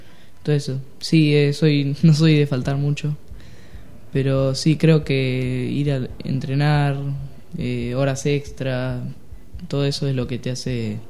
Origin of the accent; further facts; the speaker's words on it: Buenos Aires, Argentina; also born or lived in Tandil; No, yo de chico vivía en Buenos Aires. Nací acá en Tandil, pero de chico me fui a vivir a Buenos Aires